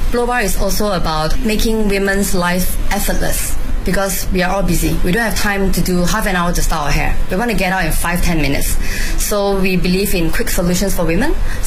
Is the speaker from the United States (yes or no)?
no; Singapore